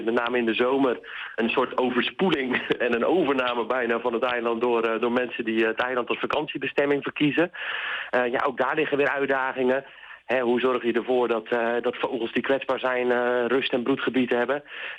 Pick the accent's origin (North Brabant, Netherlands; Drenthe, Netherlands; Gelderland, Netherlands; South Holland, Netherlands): South Holland, Netherlands; Sliedrecht; Ik woon er tegenaan. Mijn hele leven al trouwens. Opgegroeid in Sliedrecht.